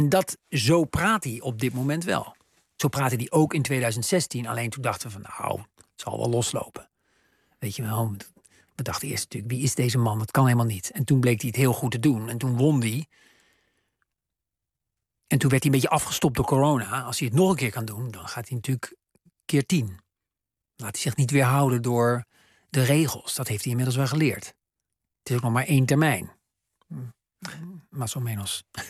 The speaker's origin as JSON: {"language": "Dutch", "country": "United States", "said": "Amerikanen, dat is natuurlijk anders dan voor Nederlanders, wonen in een groot land en vinden dat volstrekt normaal. Wij Ameri"}